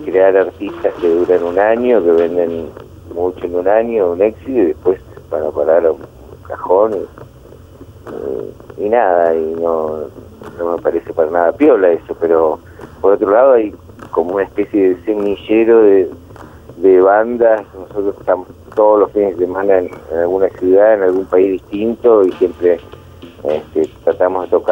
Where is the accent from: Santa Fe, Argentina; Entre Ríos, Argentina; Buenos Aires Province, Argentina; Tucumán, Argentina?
Buenos Aires Province, Argentina; La Plata; nosotros somos platenses, para nosotros es algo especial, de hecho yo ahora estoy en Villa Elisa, que siempre mantenemos algún lugar acá cerca de La Plata donde pasamos los fines de semana